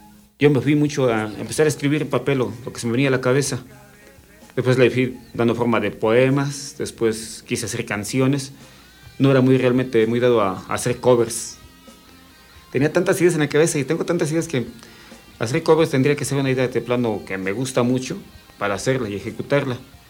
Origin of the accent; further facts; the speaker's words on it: Nezahualcóyotl, State of Mexico, Mexico; moved away as an adult; Me crié en Nesa mis primeros 20 años de vida. Y empecé a ir de un lado para el otro por mi trabajo, por la música, siempre alternando entre. Y terminé convirtiéndome en un extranjero en mi propia tierra.